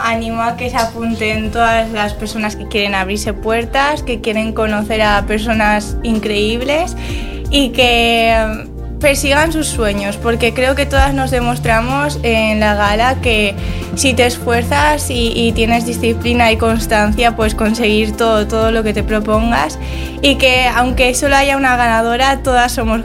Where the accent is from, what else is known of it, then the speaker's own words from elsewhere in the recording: Spain; born there; Bueno, yo nací aquí en España.